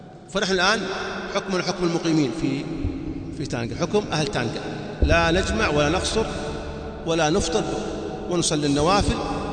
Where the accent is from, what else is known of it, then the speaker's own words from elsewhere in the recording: Saudi Arabia; كنت أظن كما عندنا في السعودية أن هذا أذان الفجر